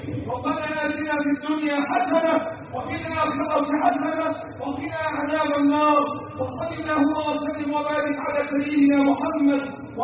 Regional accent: Egypt; اللهم احفظ بلدنا مصر من كل مكروه وسوء

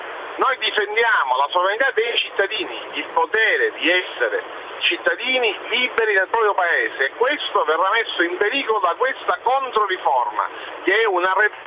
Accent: Sicily, Italy; io sono siciliano

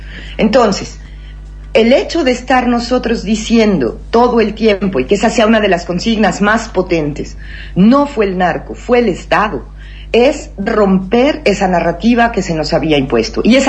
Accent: Mexico; Porque por fin pudimos entender como sociedad mexicana, por fin vamos pudiendo nombrar lo que está pasando

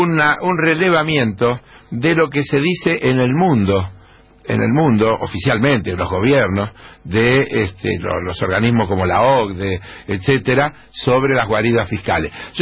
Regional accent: Argentina; los únicos que no tenemos cuentas offshore ilegales somos los argentinos

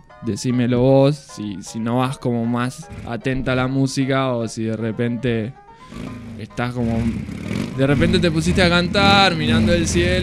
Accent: Mar del Plata, Buenos Aires Province, Argentina; now in La Plata, Argentina; Y acá en La Plata, soy de Mar del, me pasó que en Mar del hay otro respeto con el tránsito.

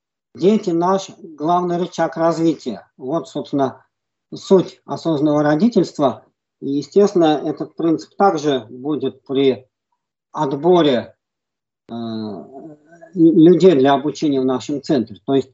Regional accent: Moscow, Russia; я сам коренной москвич. Вот, хотел выехать из Москвы еще со студенчества.

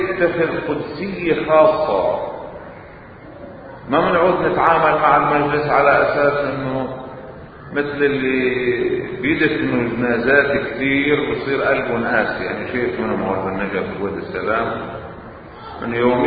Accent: Lebanon; عندنا بلبنان بعض الأمور تتحول لصراعات دغري

